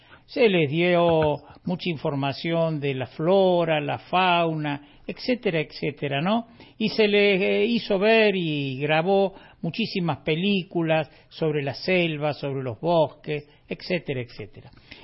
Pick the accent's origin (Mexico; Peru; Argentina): Argentina; Córdoba; lo cierto es que yo no soy un habitante de Córdoba, yo soy un hombre del interior de la provincia, vivo en este bosque hermoso del Valle de Parabachasca